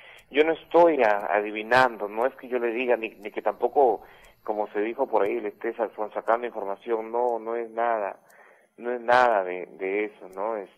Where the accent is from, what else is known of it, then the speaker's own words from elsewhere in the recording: Talara, Piura, Peru; yo soy de Talara, de un distrito que se llama El Alto.